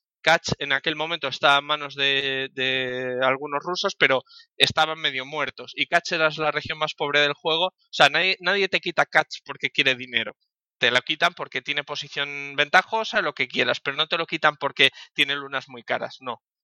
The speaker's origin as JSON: {"language": "Spanish", "town": "Madrid", "region": "Community of Madrid", "country": "Spain", "said": "Él es de Portland, en Estados Unidos, yo soy de Madrid."}